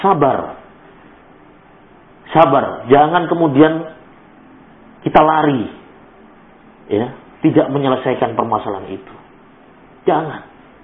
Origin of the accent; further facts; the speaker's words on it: Palembang, South Sumatra, Indonesia; atau merajuk kalau dalam bahasa kita orang Palembang